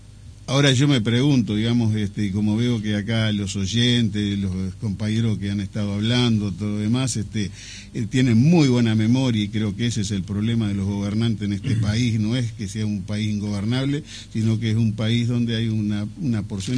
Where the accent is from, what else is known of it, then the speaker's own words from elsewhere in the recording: Chapicuy, Paysandú, Uruguay; also born or lived in Salto; De la localidad de Chapicuy, departamento de Paysandú. Bien. O sea, nací en Salto y estudié en la escuela rural en Paysandú